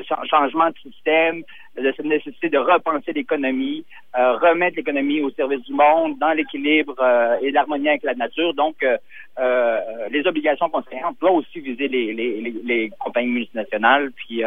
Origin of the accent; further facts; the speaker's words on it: Quebec, Canada; ça nous touche là aussi chez nous au Québec, au Canada